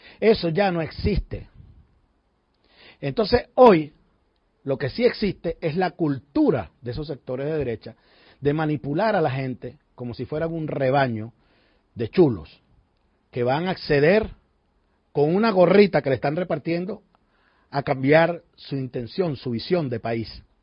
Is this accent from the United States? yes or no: no; Venezuela; con mucho dolor para nosotros que somos venezolanos como ellos